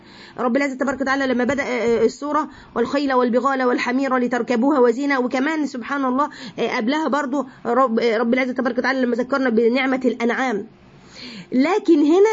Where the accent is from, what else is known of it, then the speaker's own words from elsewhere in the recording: Egypt; يعني احنا عندنا في مصر الحليب هو اللبن،